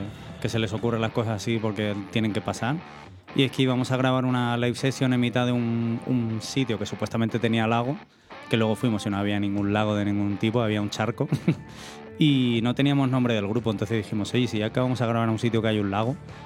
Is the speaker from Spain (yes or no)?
yes; Aranjuez, Community of Madrid, Spain; es de donde yo soy, en mi pueblo, Aranjuez.